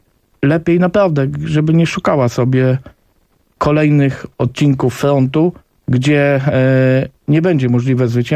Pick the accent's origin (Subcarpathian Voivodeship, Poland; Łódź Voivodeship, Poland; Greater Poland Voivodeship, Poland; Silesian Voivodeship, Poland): Subcarpathian Voivodeship, Poland; Panie redaktor, ja jestem z Podkarpacia.